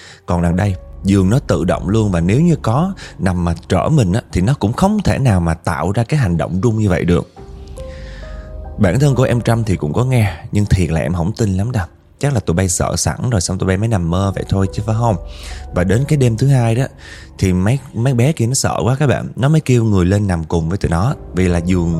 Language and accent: Vietnamese; Northern Vietnam, Vietnam; now in Da Nang, Vietnam; Em thì là người Bắc và hiện tại đang sinh sống học tập ở Đà Nẵng nha.